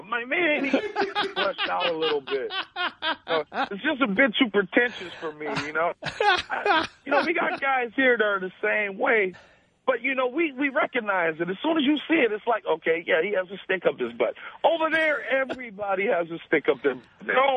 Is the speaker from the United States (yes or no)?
yes; Los Angeles, California, United States; I'm from Los Angeles.